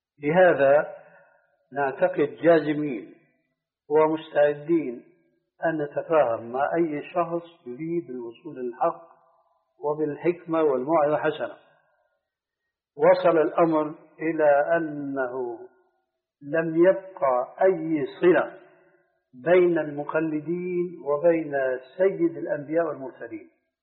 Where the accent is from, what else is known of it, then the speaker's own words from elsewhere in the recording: Syria; وقضية كما يقولون عندنا في الشام قضية محبوكة يعني رواية